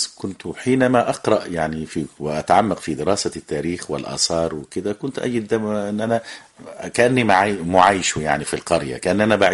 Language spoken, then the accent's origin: Arabic; Aswan Governorate, Egypt; احنا قريتنا كانت قريبة من قرية الكوم الأحمر اللي هي قامت على أطلال مدينة نخن المصرية القديمة التي كانت عاصمة لمملكة الجنوب